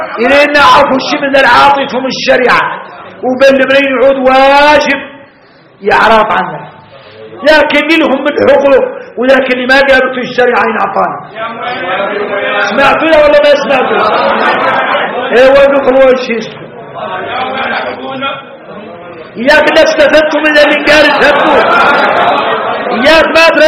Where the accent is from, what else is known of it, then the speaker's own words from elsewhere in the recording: Mauritania; نقولها احنا موريتاني